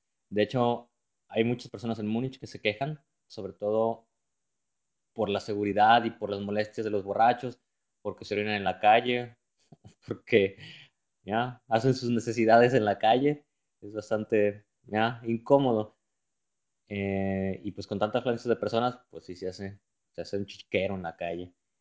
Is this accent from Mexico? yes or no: yes; Mexico; moved away as an adult; now in Germany; Yo soy de México y ahora vivo en Alemania, en el sur, más exactamente en el estado de Baviera, o Bavaria, como algunos lo conocen, por su nombre en inglés. Bueno, pues aquí ya llevo 5 años trabajando